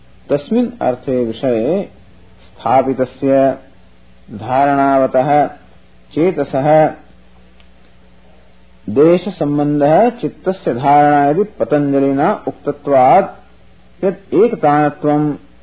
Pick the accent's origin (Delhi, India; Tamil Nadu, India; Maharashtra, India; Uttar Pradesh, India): Maharashtra, India; Mumbai; English is a second language; I came from India, from Bombay, I got down to New York, and this boy had come to pick me up.